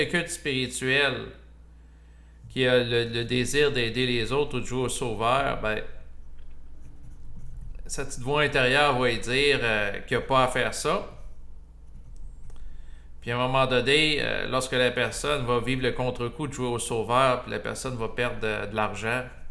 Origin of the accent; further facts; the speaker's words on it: Quebec, Canada; accent: Québécois; Moi aussi, j'ai mon accent en passant québécois.